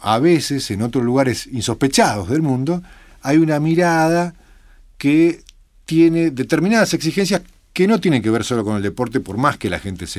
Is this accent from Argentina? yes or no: yes; Argentina; me pregunta si soy argentino. Ajá. Entonces digo, sí, argentino